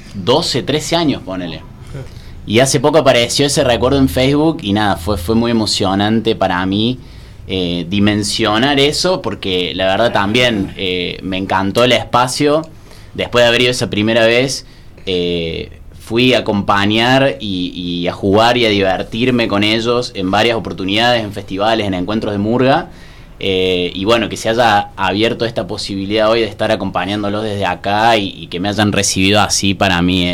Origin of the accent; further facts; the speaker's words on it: Villa Carlos Paz, Córdoba, Argentina; Yo soy de Córdoba, pero viví casi toda mi vida en Carlos Paz.